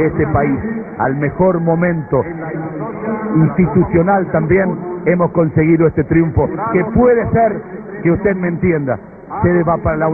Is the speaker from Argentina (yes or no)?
yes; Argentina; la emoción que desatamos porque somos argentinos